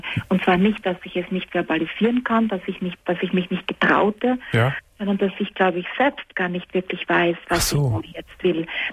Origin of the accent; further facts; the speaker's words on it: Austria; now in Germany; Ich bin für diesen Mann von Österreich nach Deutschland gezogen.